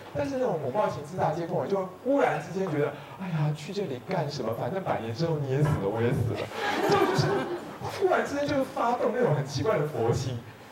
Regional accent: Taiwan; 我们台湾人最喜欢把自己导演成受害者了，因为受害者是没有责任的

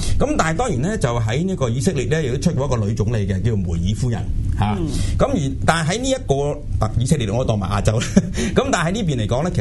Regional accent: China; 我哋中国人嚟讲咧，我哋嫁俾人咧

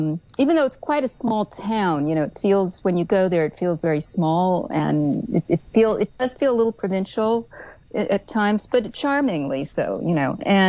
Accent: New York, United States; As a New Yorker, it's hard for me to admit that.

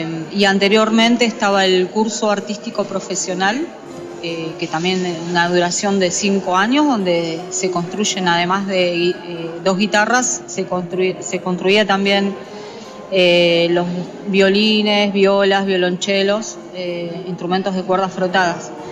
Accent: Buenos Aires, Argentina; moved away as an adult; y estudiaba con maestro ruso Dmitry Rodnoy ahí en Villa Crespo, yo soy de Buenos Aires. Bueno, hace 15 años que estoy viviendo acá en la provincia y bueno, ya me quedé, pero yo comencé estudiando en Villa Crespo

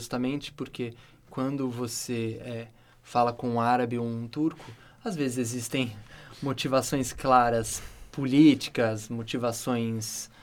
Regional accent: Brazil; talvez eu como brasileiro pude olhar, olhando isso de fora

